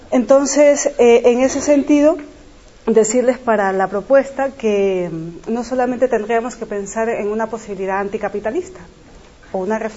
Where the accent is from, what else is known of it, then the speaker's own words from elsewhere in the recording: Ecuador; yo vengo de América Latina, sí, soy ecuatoriana, y mi genealogía es otra